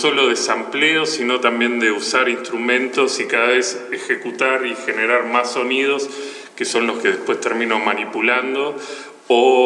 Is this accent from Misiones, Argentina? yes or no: no; Buenos Aires, Argentina; soy de Capital Federal, provincia de Buenos Aires.